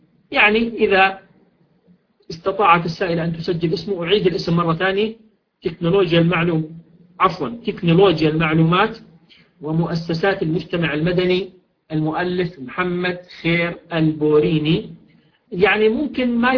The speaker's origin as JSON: {"language": "Arabic", "country": "Jordan", "said": "عندنا في الأردن حسب معلوماتي يمكن ذلك بكل سهولة ويسر"}